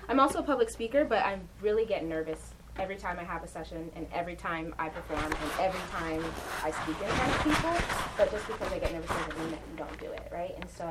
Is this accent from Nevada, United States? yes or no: yes; Las Vegas, Nevada, United States; also born or lived in Uganda; I was born in Uganda, but I grew up here in Las Vegas.